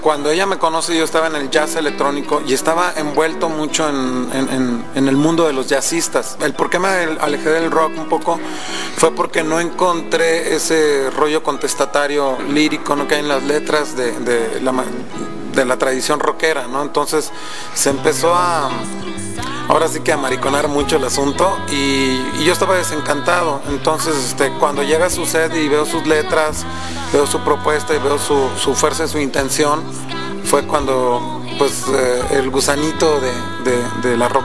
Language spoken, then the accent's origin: Spanish; Tamaulipas, Mexico; now in Mexico City, Mexico; pues yo también soy norteño, yo soy de Tamaulipas, y llevo también ya unos años radicando acá en el DF